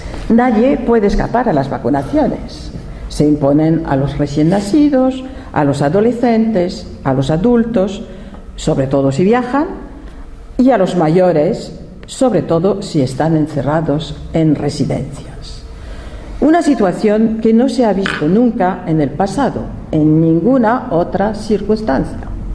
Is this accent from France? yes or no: yes; France; Spanish is a second language; soy francesa, he sido durante 15 años presidente de una asociación francesa